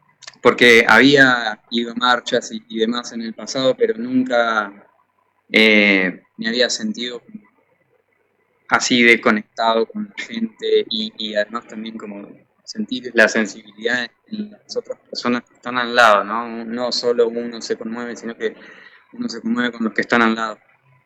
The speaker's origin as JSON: {"language": "Spanish", "town": "Ushuaia", "region": "Tierra del Fuego", "country": "Argentina", "tie": "born there", "also_born_or_lived": "Rosario / La Plata", "lives_now": "Mendoza, Argentina", "said": "yo nací en Ushuaia, pero también tuve la suerte de vivir en Rosario y en La Plata, y ahora estoy viviendo acá en Mendoza"}